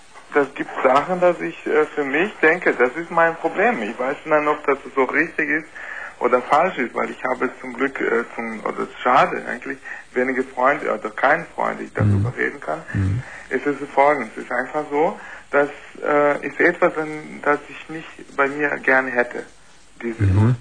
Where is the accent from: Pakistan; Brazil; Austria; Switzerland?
Brazil; German is a second language; now in Germany; Nee, ich bin kein Deutscher. Sondern? Brasilianer?